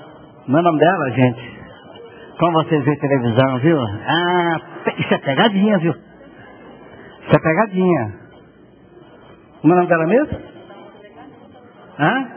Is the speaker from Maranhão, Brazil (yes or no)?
no; Bahia, Brazil; E eu sou baiano, né?